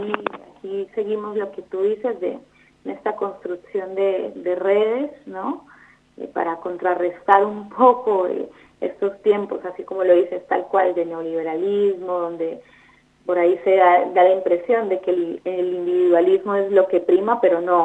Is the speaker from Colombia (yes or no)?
yes; Colombia; now in Argentina; soy de Colombia, sí, me agarraste ahí la ficha, Juan Pablo, soy de Colombia, no soy argentina, pero bueno, llegué a este país en el 2017, en búsqueda un poco de mejor calidad de vida.